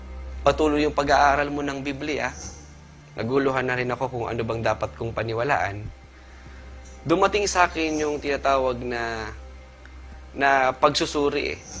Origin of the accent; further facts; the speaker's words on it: Manila, Metro Manila, Philippines; Lumaki ako sa Baynila, sa lugar ng Tayuman, na kung saan napakaraming mga rebulto dyan. Ang magulang ko ay maituturing kung sagrado katoliko.